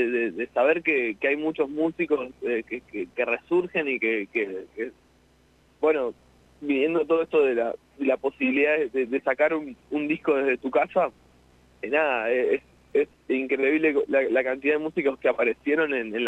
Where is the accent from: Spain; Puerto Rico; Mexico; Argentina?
Argentina; La Pampa; estoy bastante enterado de lo que es la escena también pampeana, porque que voy seguido a mi pueblo